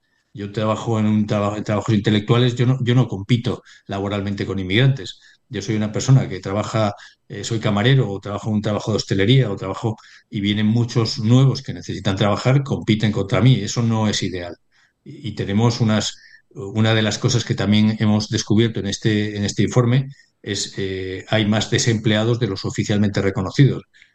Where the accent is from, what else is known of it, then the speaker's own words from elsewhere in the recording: Spain; Como español no me parece normal que prácticamente todos los puestos de trabajo nuevos los ocupen inmigrantes.